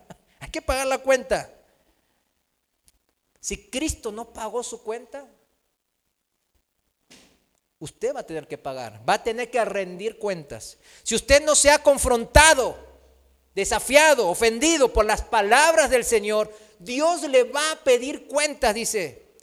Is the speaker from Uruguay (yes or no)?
no; South Korea; O sea, aquí yo soy, vengo de Corea